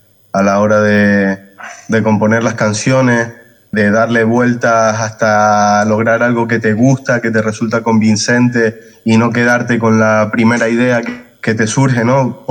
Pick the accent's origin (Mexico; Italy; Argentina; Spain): Spain; Canary Islands; de nuestra tierra, de nuestros derechos como canarios